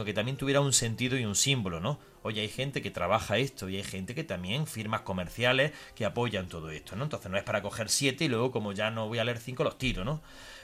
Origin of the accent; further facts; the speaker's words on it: Jaén, Andalusia, Spain; en Jaén, de donde yo soy, pues la verdad es que tiene mucho arraigo